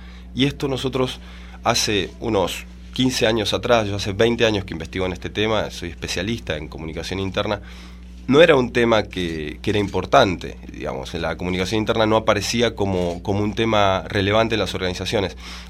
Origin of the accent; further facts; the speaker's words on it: Argentina; moved away as an adult; now in Santiago, Chile; Sí, yo soy oriundo de Argentina. Ya. Hace 5 años que estoy viviendo en Santiago de Chile